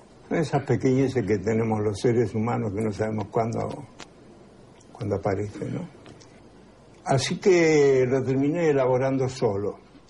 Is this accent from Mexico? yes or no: no; Luján de Cuyo, Mendoza, Argentina; Me hacía acordar mucho a mi adolescencia, de en Luján de Cuyo, a lo crédulo que éramos muchos, y a cómo veíamos el mundo. El mundo para nosotros era de Luján de Cuyo a Mendoza.